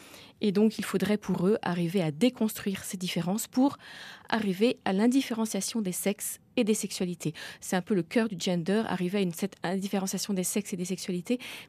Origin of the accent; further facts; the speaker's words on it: France; Moi, comme je suis française